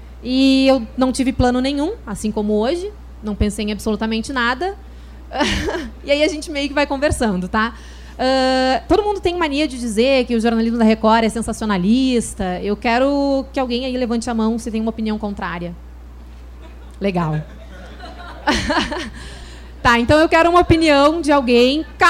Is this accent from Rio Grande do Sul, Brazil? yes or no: yes; Rio Grande do Sul, Brazil; now in Rio de Janeiro, Brazil; vocês já vão perceber que eu não sou carioca, eu sou gaúcha. E eu tô só há 5 meses aqui no Rio de Janeiro, então meu sotaque ainda é bem puxado.